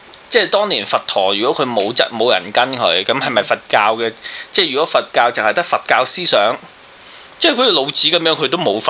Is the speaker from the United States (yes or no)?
no; Hong Kong; 即係咧，我哋覺得我哋係香港人。我哋係我好愛香港人